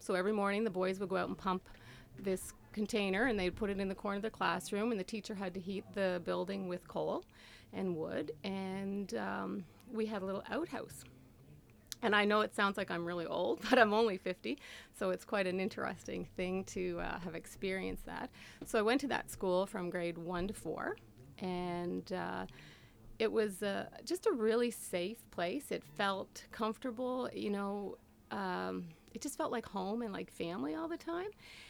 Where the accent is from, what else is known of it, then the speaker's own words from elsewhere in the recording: Cove Head, Prince Edward Island, Canada; I grew up in Cove Head. It's one of the oldest communities in Prince Edward Island. It has the oldest road leading from the harbor all the way into Charlottetown. It's kind of historic for that. And it was a really amazing place to grow up.